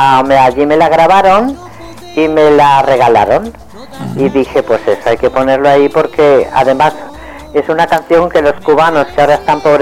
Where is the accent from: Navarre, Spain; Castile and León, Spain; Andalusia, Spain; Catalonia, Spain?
Catalonia, Spain; Barcelona; born there; yo vivía en Barcelona. Bueno, yo nací en Barcelona, en la calle de Oceas Mar.